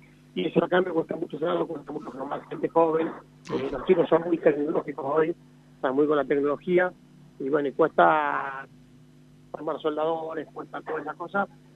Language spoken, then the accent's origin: Spanish; La Pampa, Argentina; born there; Nacimos en La Pampa, y si no, vamos a vivir en La Pampa, vamos a vivir en La Pampa.